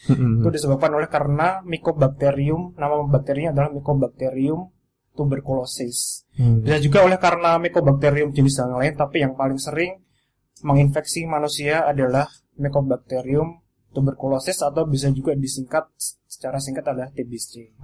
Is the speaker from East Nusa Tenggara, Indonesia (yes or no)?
no; Klaten, Central Java, Indonesia; Aslinya dari Klaten, tinggalnya di Klaten.